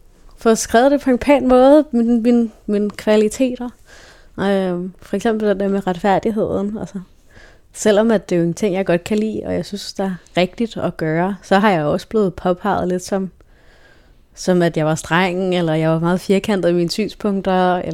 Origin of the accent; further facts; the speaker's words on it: Frederiksberg, Capital Region of Denmark, Denmark; Jeg voksede op på det fine Frederiksberg med stuk i loftet og udsigt til tennisbaner og sergentskolen.